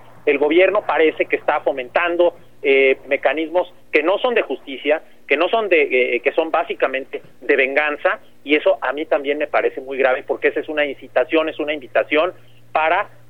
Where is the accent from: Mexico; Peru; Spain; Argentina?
Mexico; la necesidad que tenemos como mexicanas y como mexicanos de proteger a nuestros defensores de derechos humanos